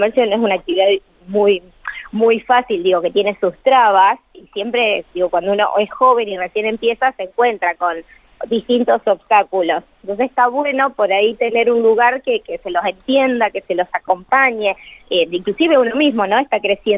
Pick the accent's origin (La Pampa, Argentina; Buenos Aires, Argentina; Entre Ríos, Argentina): La Pampa, Argentina; Santa Rosa; soy acá de Santa Rosa, La Pampa